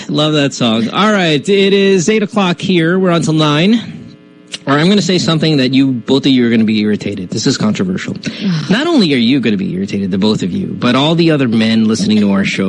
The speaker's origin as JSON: {"language": "English", "town": "Manila", "region": "Metro Manila", "country": "Philippines", "tie": "born or raised there", "moved": "yes", "lives_now": "United States", "said": "I grew up in Manila. So this is what I'm going to do now. Now that I'm in the U.S."}